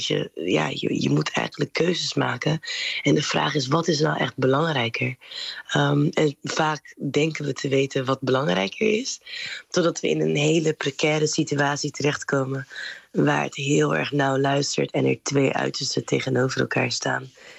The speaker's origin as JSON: {"language": "Dutch", "town": "Rotterdam", "region": "South Holland", "country": "Netherlands", "tie": "born or raised there", "said": "Maar Rotterdam is wel ook een havenstad. Dus ik heb me altijd afgevraagd, ook opgroeiend in Rotterdam"}